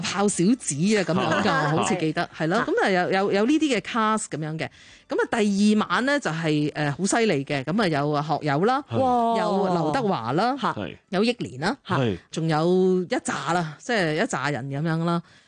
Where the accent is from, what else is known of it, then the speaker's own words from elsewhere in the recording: Shanghai, China; 乜你會知道我上海人？